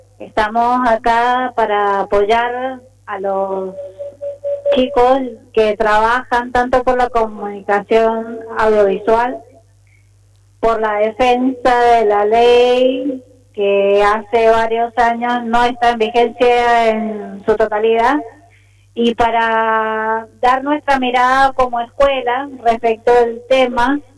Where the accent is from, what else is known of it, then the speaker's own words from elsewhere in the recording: Argentina; y que nosotros como Argentina hayamos retrocedido.